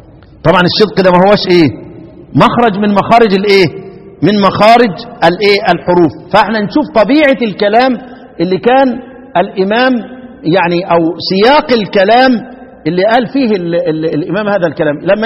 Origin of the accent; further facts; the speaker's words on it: Egypt; انما هي بتاعتنا احنا كمصريين